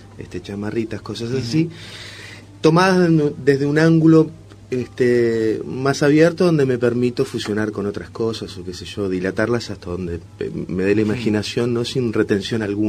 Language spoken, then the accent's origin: Spanish; Uruguay; Yo soy uruguayo